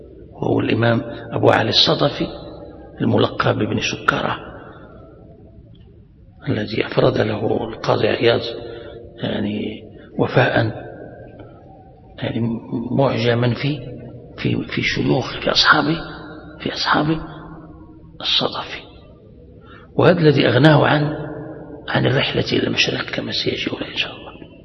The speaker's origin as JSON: {"language": "Arabic", "country": "Morocco", "said": "وسبتة هذه عندنا في المغرب نقطة عبور من قديم"}